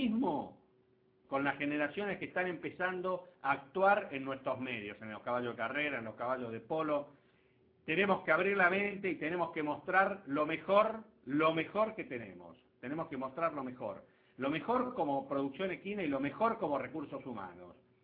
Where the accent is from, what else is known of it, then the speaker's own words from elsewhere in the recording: Argentina; porque somos argentinos no podemos hacer las cosas mejor que los demás o no podemos hacer las cosas bien